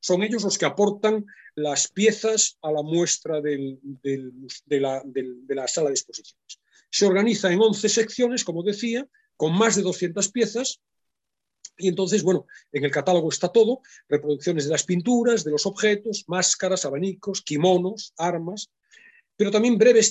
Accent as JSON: {"language": "Spanish", "town": "Vigo", "region": "Galicia", "country": "Spain", "said": "sí saben que soy gallego, lo hemos hablado alguna vez, lo he dicho, no sé si saben que soy de Vigo en particular"}